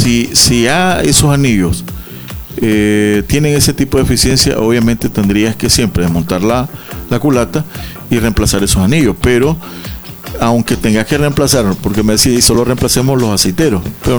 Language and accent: Spanish; Nicaragua; somos, porque todos somos, los nicaragüenses bien así